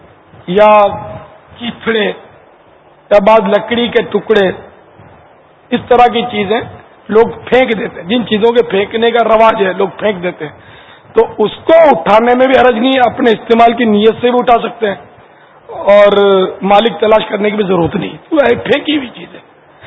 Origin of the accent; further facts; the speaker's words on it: Karachi, Sindh, Pakistan; born there; میں ہوں تو بیسکلی تو سندھی ہوں نا باب المدینہ کی پیدائش ہے میری لیکن بنیادی طور پہ مہمان ہوں مہمان سندھی ہم لوگ انڈین ہیں مہاجر ہیں ہمارے جو والدین وغیرہ ہجرت کر کے پاکستان آ کر آباد ہوئے تھے اور میں یہاں پیدا ہوا ہوں